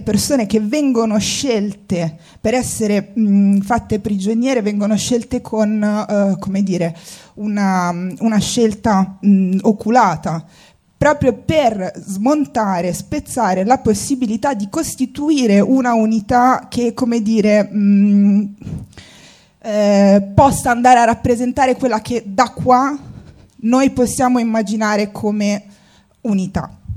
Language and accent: Italian; Tunisia; Io sono tunisina